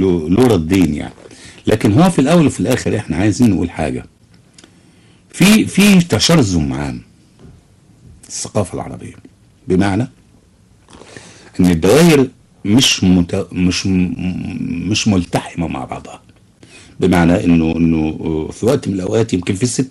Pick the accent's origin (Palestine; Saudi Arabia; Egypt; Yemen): Egypt; يعني الان احنا نسال نفسنا الاول كمصريين عندنا كم مجله لنشر الاداب المصريه؟